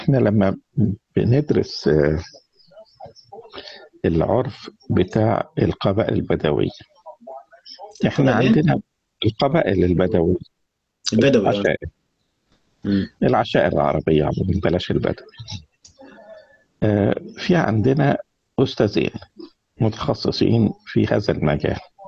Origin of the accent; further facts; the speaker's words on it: Egypt; ولكن كان في مناطق تانية زي عندنا في مصر في سيناء